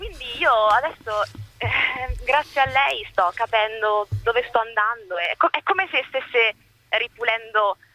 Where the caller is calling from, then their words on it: Rome, Lazio, Italy; Siamo da Roma.